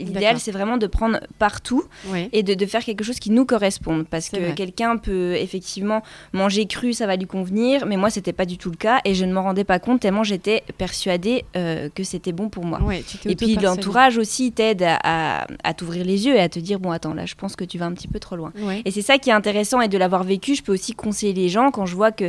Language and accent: French; Le Ménil, Grand Est, France; now in Plombières-les-Bains, France; je viens pas tout à fait de Plombières-les-Bains, je suis plus originaire des Hautes-Vosges, donc au Ménil.